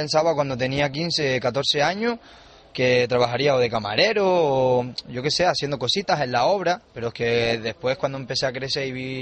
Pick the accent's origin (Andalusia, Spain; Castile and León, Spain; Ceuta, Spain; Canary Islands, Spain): Canary Islands, Spain; porque yo soy conejero, yo soy de Lanzarote.